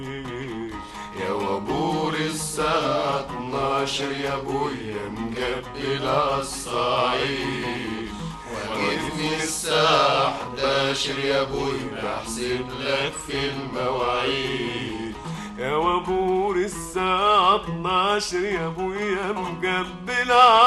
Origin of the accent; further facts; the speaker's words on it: Harazat al-Gharbiya, Sohag Governorate, Egypt; also born or lived in Port Said; أنا من حرزات الغربية مديرية سوهاج.